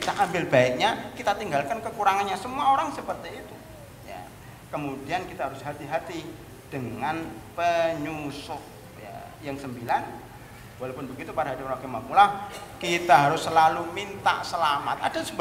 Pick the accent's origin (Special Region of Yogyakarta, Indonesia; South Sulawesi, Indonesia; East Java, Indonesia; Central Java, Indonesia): Central Java, Indonesia; Klaten; now in Jakarta, Indonesia; Saya aslinya Klaten, tetangganya Boyolali, kabur ke Jakarta.